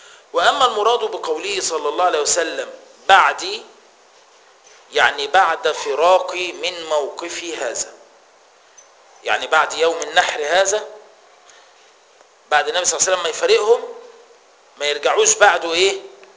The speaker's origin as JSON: {"language": "Arabic", "country": "Egypt", "said": "انت لما بتروح بلد هنا عندنا في مصر اسمها كفر الشيخ"}